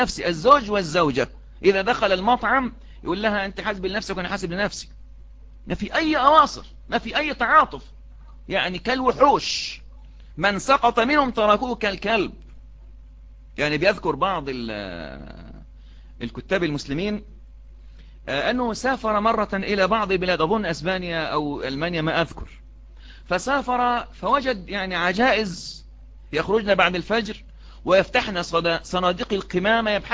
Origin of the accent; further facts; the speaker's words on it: Egypt; مصريين لما بدأنا نتشبه